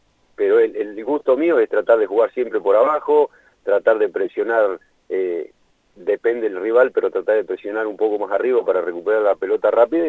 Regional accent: Lincoln, Buenos Aires Province, Argentina; yo nací, soy de Lincoln. Jugué casi toda mi carrera en Rivadavia de Lincoln.

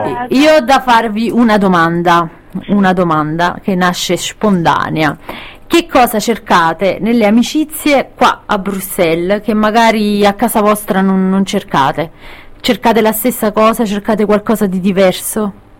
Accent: Caserta, Campania, Italy; born there; è venuta a Caserta, la mia città natale

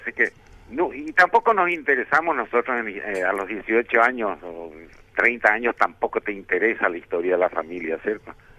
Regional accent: Villa Morra, Asunción, Paraguay; Las antenas, yo de chico, yo vivía en Villamorra de chico, nunca, ya no vi esas antenas gigantes

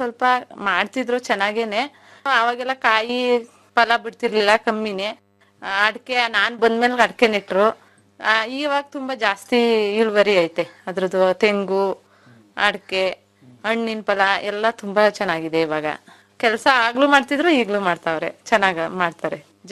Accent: Ballekere, Karnataka, India; now in Akki Hebbalu, India; Sir, ನಮ್ದು ಕೆಆರ್ಪೇಟೆ ತಾಲೂಕು ಬುಕುನ್ಕೆರೆ ಹೋಬಳಿ ಬಳ್ಳೆಕೆರೆಯಿಂದ ಅಕ್ಕಿ ಹೆಬ್ಬಾಳು ಮದುವೆ ಆಗಿದೆ ಸರ್.

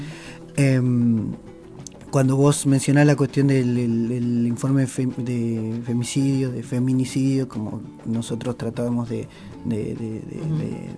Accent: San Antonio de los Cobres, Salta, Argentina; Yo soy de Salta, de la Puna de Atacama, más concretamente del pueblo de San Antonio de los Cobres.

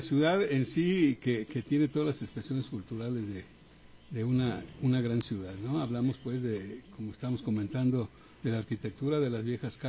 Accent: Guadalajara, Jalisco, Mexico; Somos tapatíos 100%, hemos crecido aquí en la transformación última de la Guadalajara de los años 50 para acá. Bueno, yo, Margarita nació mucho después, pero yo nací en la primera mitad del siglo pasado

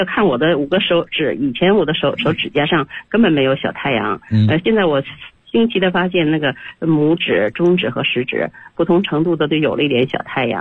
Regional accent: Beijing, China; 我是北京的学员，今年65岁。

